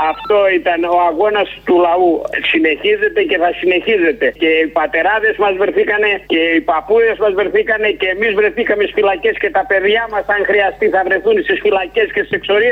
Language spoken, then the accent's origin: Greek; Menidi, Attica, Greece; Είμαι ο θεολόγος από το Μενίδη.